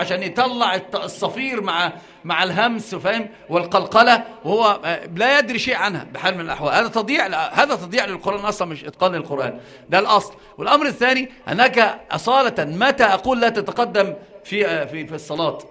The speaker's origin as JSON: {"language": "Arabic", "country": "Egypt", "said": "وانت انظر اللي راكب عربية يسمونها عندنا في مصر قردة عربية نصر"}